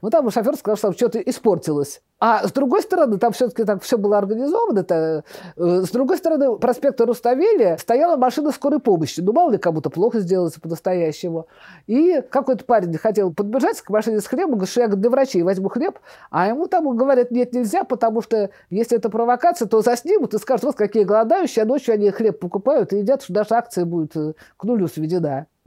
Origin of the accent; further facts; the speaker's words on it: Saint Petersburg, Russia; Я говорю, что я из Ленинграда